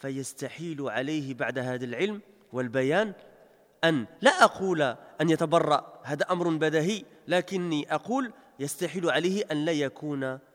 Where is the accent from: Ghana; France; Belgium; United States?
Belgium; parce que j'ai grandi en Belgique, je suis né en Belgique, j'ai passé plus de 30 ans en Belgique